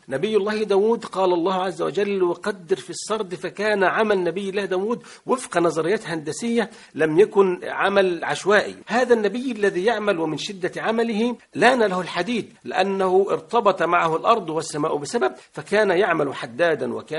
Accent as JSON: {"language": "Arabic", "country": "Egypt", "said": "كان عندنا في مصر، كانت دعوته في مصر وكان يعمل في مصر"}